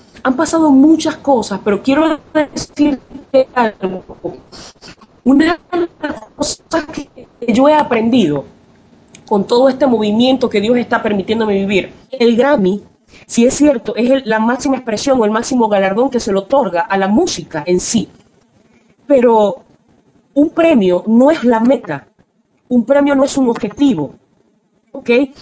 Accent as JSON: {"language": "Spanish", "country": "Venezuela", "said": "Te cuento que en Venezuela, en mi país, bueno, esto ha sido una gran emoción"}